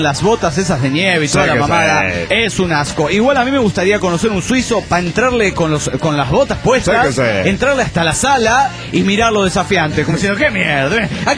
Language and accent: Spanish; Barcelona, Catalonia, Spain; de Barcelona, España.